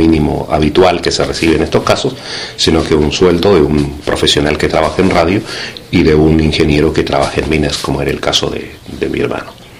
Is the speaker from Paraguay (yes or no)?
no; Inca de Oro, Atacama, Chile; moved away as an adult; now in Netherlands; Nací en Chile, en un pequeño pueblito encaramado en los Andes chilenos. El pueblo tiene un nombre maravilloso, Inca de Oros. Y luego, producto de las agitaciones políticas que vivió Chile, llegué a Holanda en 1976